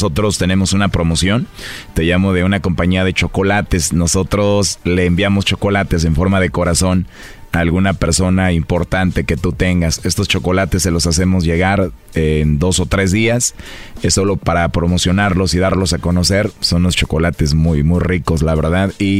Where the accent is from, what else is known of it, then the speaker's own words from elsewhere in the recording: Mexico; Yo soy de México, mexicano.